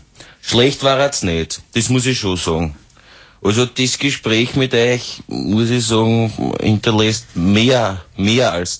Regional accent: United States; German is a second language; Ich wünsche euch und vor allem unserem Land, oder eurem Land, weil ich bin Amerikaner, alles Gute

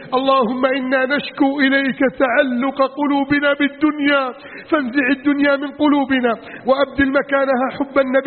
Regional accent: Egypt; واجعل بلدنا مصر آمنا مطمئنا وسائر بلاد المسلمين

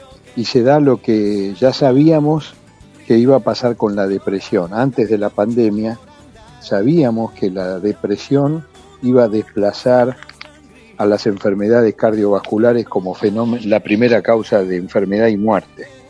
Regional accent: Buenos Aires, Argentina; born there; yo nací en Villa Soldatis, en el límite con Pompeya

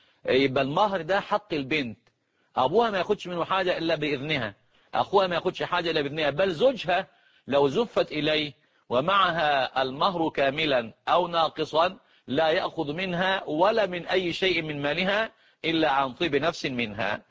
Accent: Egypt; الآن طبعا العرف اللي عندنا في مصر ويمكن في بعض البلاد

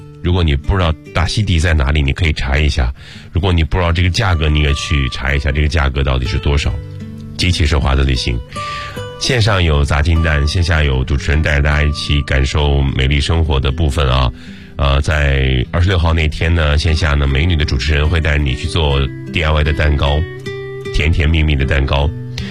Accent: Shandong, China; 比如说你要到我的家乡，我是山东人，我的家乡有什么呢？

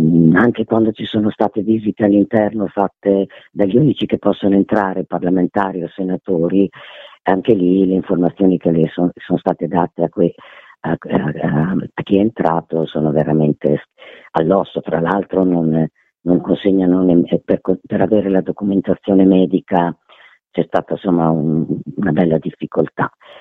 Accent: Bologna, Emilia-Romagna, Italy; visto che io vengo da Bologna

